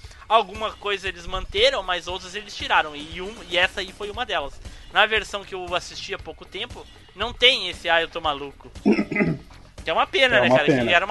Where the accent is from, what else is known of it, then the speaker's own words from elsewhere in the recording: Rio Grande do Sul, Brazil; E aqui no Sul, era, eu sou gaúcho.